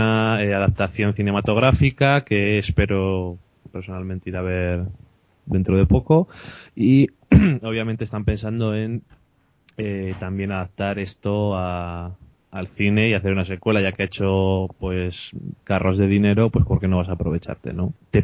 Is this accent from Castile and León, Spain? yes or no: yes; Burgos, Castile and León, Spain; O sea que yo que soy de Burgos diría